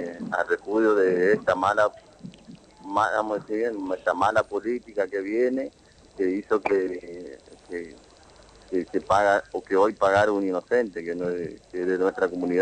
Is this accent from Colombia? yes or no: no; Chaco, Argentina; nosotros venimos de una localidad del campo, en Colonia Borís, en el lote 39. Somos familia de él, de ahí de la localidad de esa, al sur de Quitiliti.